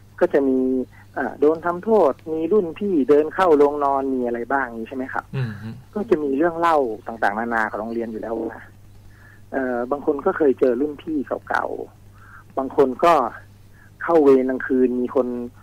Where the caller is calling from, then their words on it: Bangkok, Thailand; อยู่แถววัชรพลครับผม